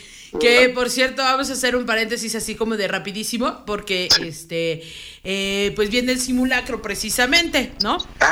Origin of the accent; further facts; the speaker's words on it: Mexico; como buenos mexicanos dijimos